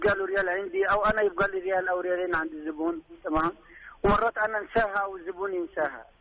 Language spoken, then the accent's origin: Arabic; Egypt; انا مثلا اجي في العياده في المواسم، انا مصري، او لقيت حد نازل مصر اقول له هذه خذ وصلها